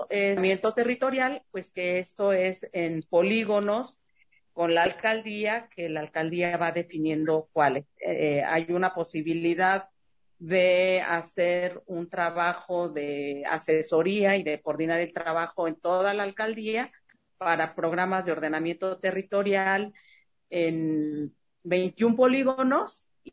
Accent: Ciudad Nezahualcóyotl, State of Mexico, Mexico; born there; Yo nací en Ciudad Nezahualcóyotl y ahí se hizo una unión de colonos.

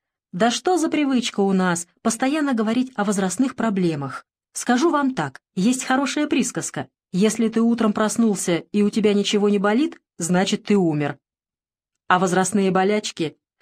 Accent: Nizhny Novgorod Oblast, Russia; born there; Родился я в Нижегородском крае, в крестьянской семье.

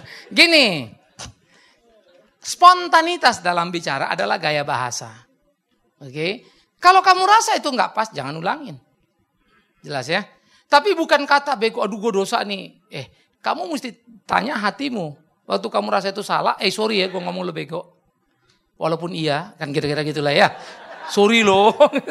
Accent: Medan, North Sumatra, Indonesia; Karena saya datang dari Medan sana, udah bener begini nih.

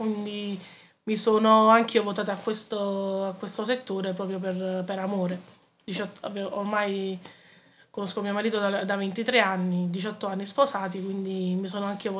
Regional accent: Naples, Campania, Italy; now in Sant'Anastasia, Italy; 46 anni, sono originaria di Napoli, però vivo ormai da 18 anni sposata con mio marito a Santa Anastasia.

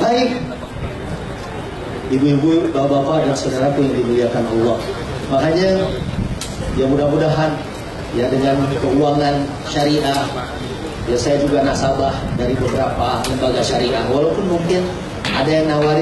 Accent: Bogor, West Java, Indonesia; saya memang orang Bogor, tapi saya gak dagang soto

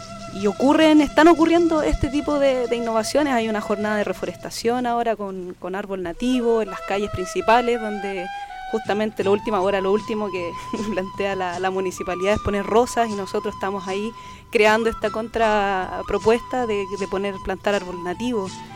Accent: Chile; Nosotros como chilenos nos han ocultado, yo en mi colegio jamás escuché la historia como la vengo a conocer ahora de adulta.

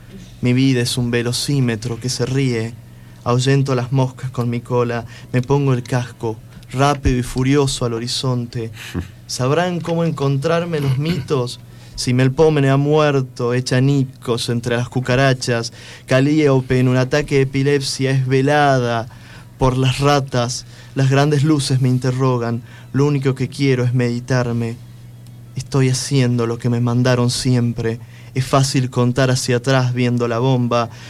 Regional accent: Salta, Argentina; moved away; eso ya lo exponía como persona del interior, yo soy de Salta. Pero resido acá hace unos años.

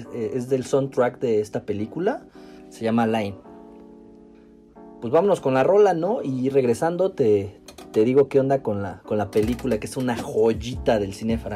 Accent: Durango, Mexico; Bueno, pero yo también soy de Durango, güey, y pues eso no importa, ¿no?

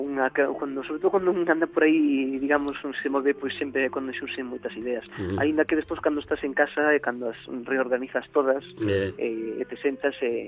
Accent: Galicia, Spain; inspiro-me moitísimo na miña terra, claro. Na miña zona, en Nela Barreira, en o pobo onde máis encontrada. Sí. Vaixeme moitísimo a cabeza de Caralí, porque foi onde nací, onde me criei

